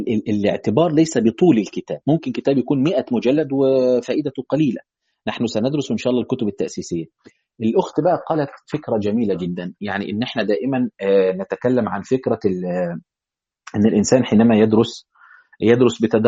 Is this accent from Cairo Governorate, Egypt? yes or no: no; Asyut, Asyut Governorate, Egypt; حلو، معنا صعيدي، انا كمان من اسيوط